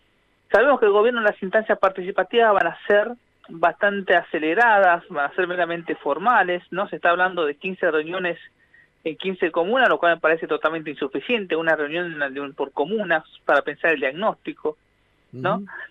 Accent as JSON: {"language": "Spanish", "region": "Buenos Aires", "country": "Argentina", "said": "tenemos como cuestiones importantes que debatir como comunidad porteña"}